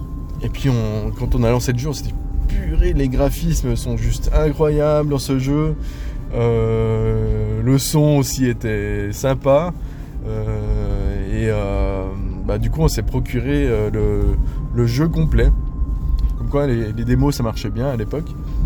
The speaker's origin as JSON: {"language": "French", "country": "Switzerland", "said": "je suis suisse, j'habite du côté de Lausanne"}